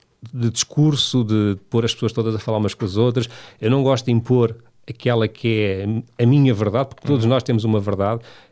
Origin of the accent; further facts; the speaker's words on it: Lourinhã, Lisbon, Portugal; Eu por acaso, quando era pequeno na Lourinha, fui acólito na missa.